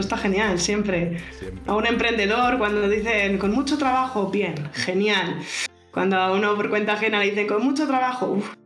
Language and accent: Spanish; Barcelona, Catalonia, Spain; born there; Nací en Barcelona, me he estado moviendo de lado a lado, mudanzas por el trabajo de mi padre en un principio, por estudiar después luego yo, por querer vivir en otro país después